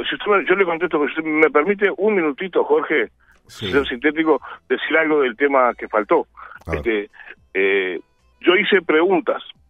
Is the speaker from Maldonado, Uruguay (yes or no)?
yes; San Carlos, Maldonado, Uruguay; born there; yo en estos momentos estoy sentado en San Carlos. Uh-huh. Estoy en San Carlos. Yo sí, nací en San Carlos. Uh-huh. Nací en San Carlos cuando la situación era al revés.